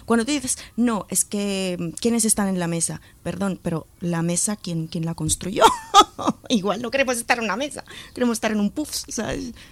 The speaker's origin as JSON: {"language": "Spanish", "region": "Luzon", "country": "Philippines", "said": "para mí, que soy filipina, vengo de Luzón, sur para mí es un territorio de valientes"}